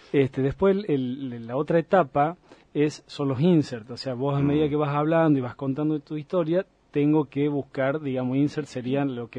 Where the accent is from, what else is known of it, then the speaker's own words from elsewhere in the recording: Jujuy, Argentina; Sí, en Jujuy me dedicaba mucho al turismo también